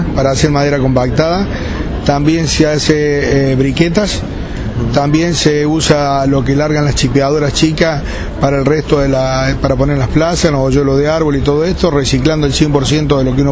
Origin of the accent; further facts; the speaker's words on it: Oncativo, Córdoba, Argentina; Nosotros somos de Oncativo, de Córdoba.